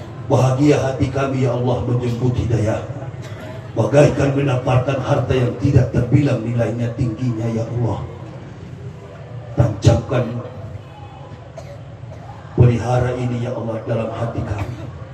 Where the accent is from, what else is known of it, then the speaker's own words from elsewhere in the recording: Nias, North Sumatra, Indonesia; Saya dari Nias.